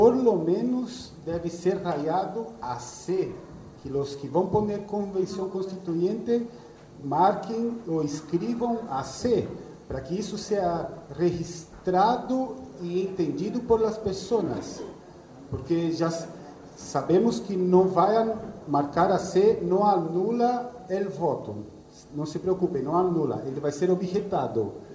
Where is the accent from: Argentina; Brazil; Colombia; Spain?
Brazil; Spanish is a second language; Yo, como brasileño